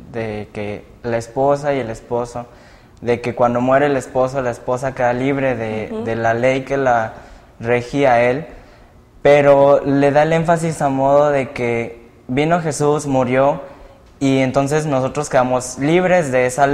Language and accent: Spanish; Reynosa, Tamaulipas, Mexico; estudio diseño de comunicación visual y soy de Reynosa.